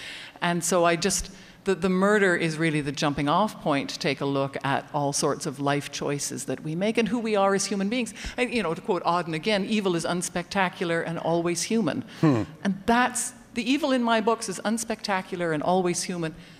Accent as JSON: {"language": "English", "country": "Canada", "tie": "born or raised there", "said": "I was raised with privilege. I was raised in Canada. I was raised healthy with a certain amount of intelligence."}